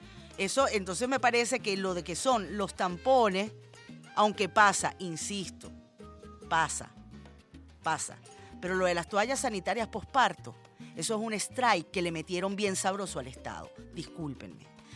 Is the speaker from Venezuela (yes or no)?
yes; Venezuela; hemos cambiado como venezolanos y venezolanas, señores. Hemos crecido, somos un pueblo culto, somos un pueblo letrado, somos un pueblo pensante